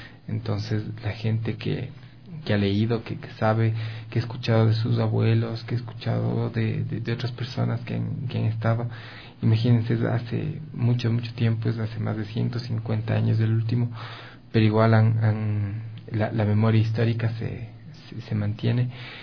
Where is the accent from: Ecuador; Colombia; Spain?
Ecuador; Quito, Pichincha; Esta serie de sismos nos han puesto alerta como quiteños, porque Quito ya ha registrado de actividad sísmica de gran intensidad